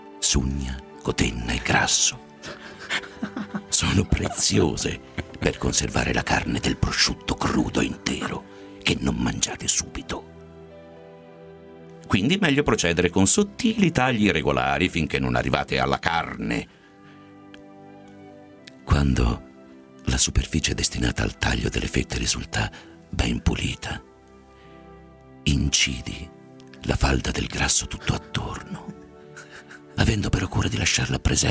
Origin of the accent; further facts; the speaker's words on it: Turin, Piedmont, Italy; born there; quindi molto lontano in realtà dalla mia città natale, che è Torino.